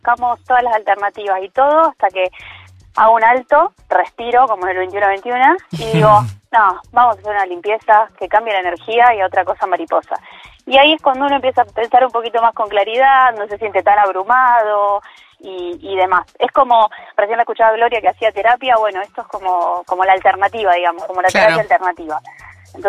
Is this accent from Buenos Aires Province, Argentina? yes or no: yes; Verónica, Buenos Aires Province, Argentina; Yo soy de Verónica. Estamos a 200 kilómetros más